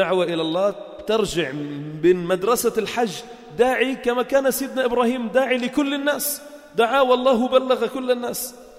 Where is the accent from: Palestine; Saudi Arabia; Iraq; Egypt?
Palestine; من فلسطين، مش لشيء يعني أنا